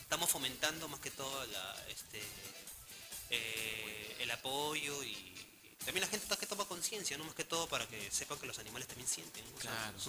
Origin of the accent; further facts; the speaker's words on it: Ventanilla, Callao, Peru; Todos mis compañeros, justamente, todos somos de Ventanilla. Todos somos de diferentes zonas de Ventanilla, pero ahí estamos.